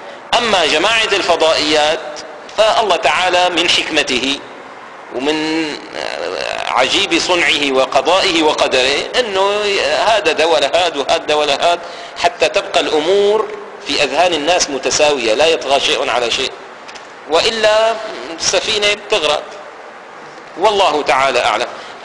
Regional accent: Damascus, Damascus Governorate, Syria; ففي مثل عندنا في دمشق هنا، مثل عامي قديم

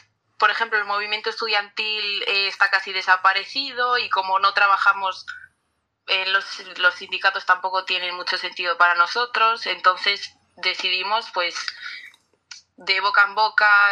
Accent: Valladolid, Castile and León, Spain; Pues somos un colectivo juvenil, somos de Valladolid.

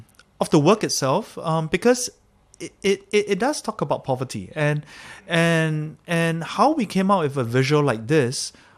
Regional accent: Singapore; also born or lived in Malaysia; We grew up in Singapore and Malaysia.

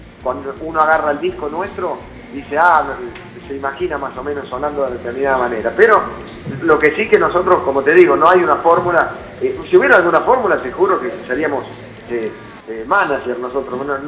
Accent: Córdoba, Argentina; nosotros somos de aquí de Córdoba y el cuarteto lo escuchamos desde el comienzo, cuando vas a una fiesta de 15 acá

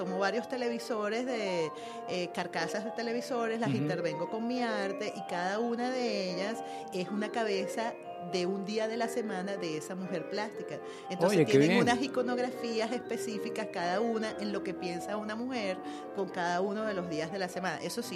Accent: Caracas, Capital District, Venezuela; now in Puerto Píritu, Venezuela; Yo soy caraqueña, pero yo nunca he sido más feliz en mi vida hasta que me fui a vivir a Puerto Píritu.

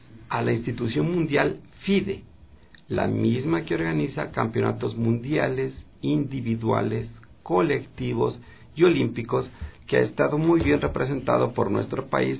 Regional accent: Ecuador; soy el único ecuatoriano con un puntaje tan alto

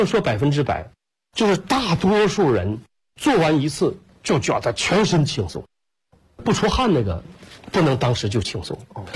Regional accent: Shandong, China; now in Northeast China; 就搁山东，我说我是搁山东，我老家是山东人，我们也是下关东来到东北的

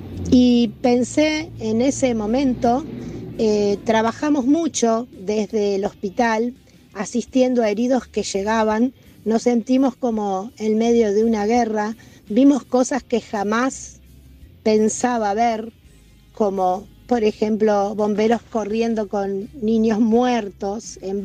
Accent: Argentina; Pero como argentinos pertenecemos a un lugar donde la justicia tiene trabas

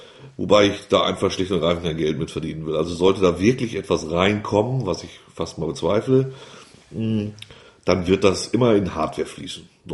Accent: Wulmsdorf, Lower Saxony, Germany; also born or lived in Elsdorf; Ich bin hier geboren vor 45, fast 45 Jahren. Bin dann in den Nachbarort Wulmsdorf gezogen, habe da meine Kindheit verbracht. Dann nach Elsdorf, da habe ich die Jugend verbracht und das junge Erwachsensein. Und seit fast 20 Jahren leben wir wieder auf dem Hof des Geburtshauses

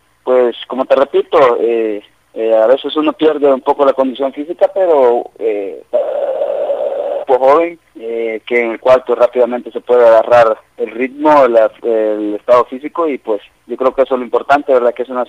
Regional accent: El Salvador; pues uno siempre como salvadoreño siempre está dispuesto a colaborar

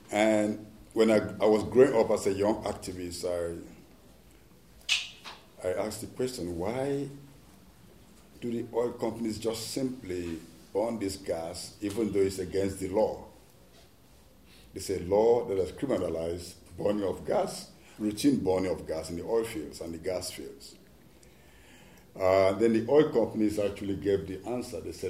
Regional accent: Nigeria; I'm from Nigeria, the cleanest country in the world, especially in the oil fields of Nigeria.

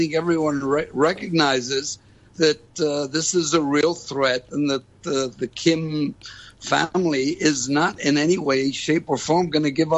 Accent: New York City, New York, United States; So, and as a New Yorker, you know, if you're threatened and you threaten back, and then you get threatened again, it escalates.

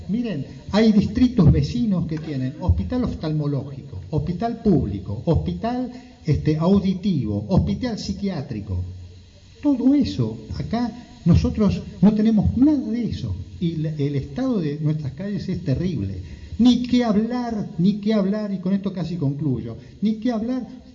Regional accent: Moreno, Buenos Aires Province, Argentina; Yo soy de Moreno, este territorio es mío, esta tierra es mía, yo estoy anclado, tengo raíces en esta tierra. Yo soy de Cuartel Quinto, pero cualquier barrio es mi barrio.

